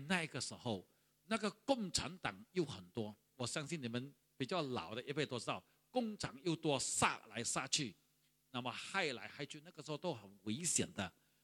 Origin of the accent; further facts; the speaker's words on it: Sarawak, Malaysia; 我还记得我小的时候是住在河边，我是沙拉瓦人，住在一个小地方叫做西里街，相信很多人都没有听过。